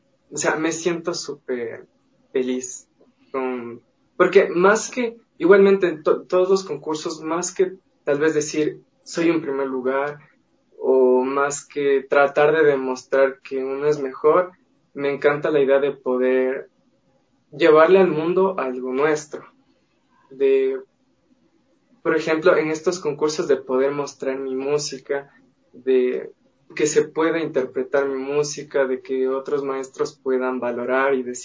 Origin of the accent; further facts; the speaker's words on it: Cuba; supongo que como cubano, así soy muy vivo